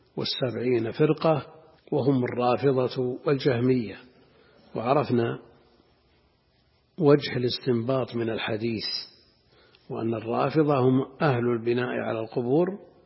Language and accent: Arabic; Najd, Saudi Arabia; أمر ظاهر كان موجود عندنا في نجد في أماكن متعددة